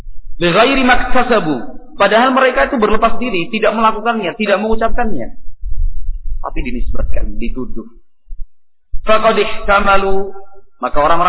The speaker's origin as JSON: {"language": "Indonesian", "town": "Madura", "region": "East Java", "country": "Indonesia", "said": "Saya juga ini orang Madura di sementara."}